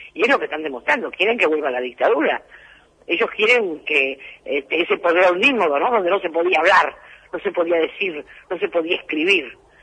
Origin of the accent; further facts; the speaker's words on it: Punta Lara, Buenos Aires Province, Argentina; Yo vengo de Punta Lara, no pasaba nada.